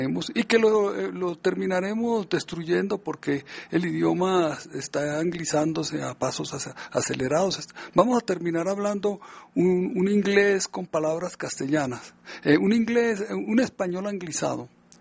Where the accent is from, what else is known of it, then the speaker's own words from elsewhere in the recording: Medellín, Antioquia, Colombia; accent: Antioquian; por el habla colombiana o antioqueña, que es la de mi tierra, la de la ciudad de Medellín.